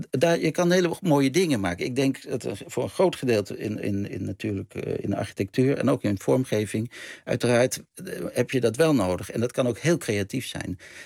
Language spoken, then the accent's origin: Dutch; Amsterdam, North Holland, Netherlands; born there; also born or lived in Groningen; Ik ben in Amsterdam geboren. En op een gegeven moment zijn ze naar Groningen gegaan.